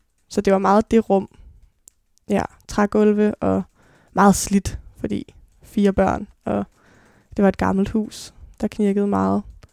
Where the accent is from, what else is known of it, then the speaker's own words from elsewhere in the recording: Copenhagen, Capital Region of Denmark, Denmark; Jeg blev født på Rigshospitalet, men er vokset op de første 6 år af mit liv på Nørrebro, på Jægersborggade, sammen med min mor.